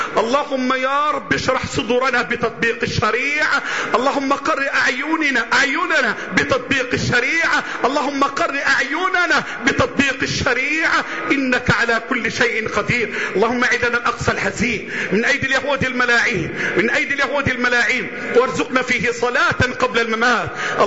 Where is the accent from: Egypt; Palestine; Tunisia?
Egypt; بلدنا مصر